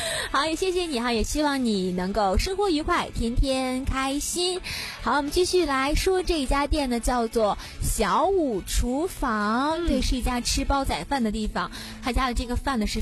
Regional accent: Beijing, China; 加卤？对，我们北京人不是加卤吗？

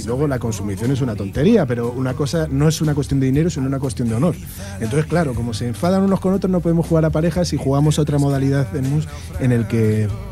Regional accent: Community of Madrid, Spain; accent: Madrid; Me recriminan que tengo un acentazo madrileño, pero vamos, que me da igual, encantado, ¿eh?

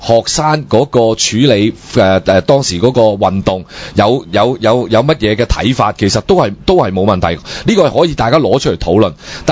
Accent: Hong Kong

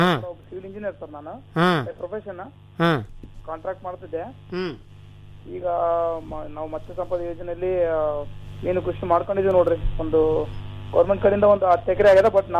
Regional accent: Vadavatti, Karnataka, India; Sir ನಮ್ದು ವಡವಟ್ಟಿ ಅಂತ sir, Siruvara ಅಂತ ಒಂದು ತಾಲೂಕ್ ಇದೆ ಸರ್.

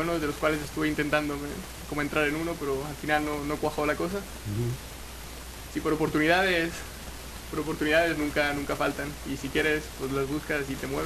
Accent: Altea, Valencian Community, Spain; also born or lived in Granada; Pues vengo originalmente soy de un pueblo pequeñillo, Altea, que está cerca de una ciudad más grande, que es Alicante

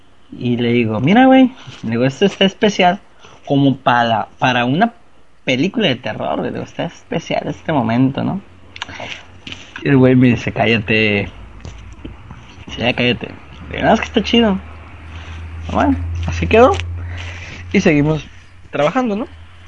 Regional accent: Mexico; todo mundo va a estar ahí como buenos mexicanos haciéndolo al último momento

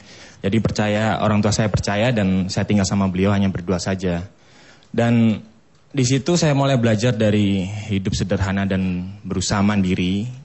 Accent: Bangil, East Java, Indonesia; now in Jakarta, Indonesia; Saya hijrah ke Jakarta mulai tahun dari 2004. Saya aslinya dari Bangil, Pasuruan, Jawa Timur.

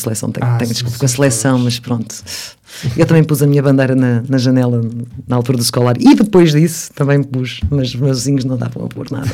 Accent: Portugal; Eu sou muito portuguesa, sim. Se bem que quando vou lá fora, nomeadamente Inglaterra, Estados Unidos, acham sempre que eu sou russa. É o ar.

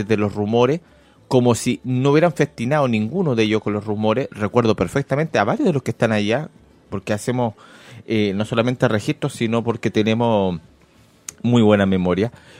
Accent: Chile; No es algo que esté ocurriendo solamente en Chile porque somos chilenos.

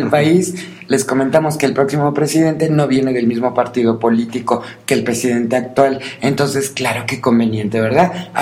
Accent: Mexico; todos somos mexicanos y todos somos parte de un país

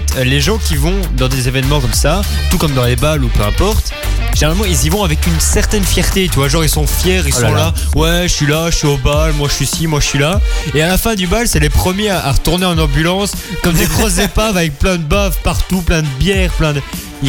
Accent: Belgium; je suis belge.

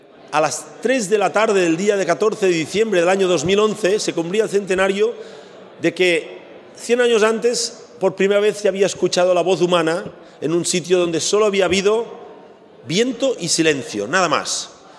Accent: Catalonia, Spain; Ey, que yo soy catalán, me tienes que ajustar un poco el precio

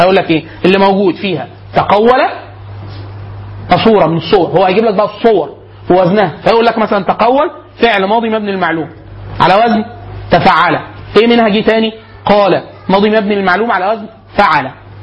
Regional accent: Sohag Governorate, Egypt; انا اصلا من سوهاج

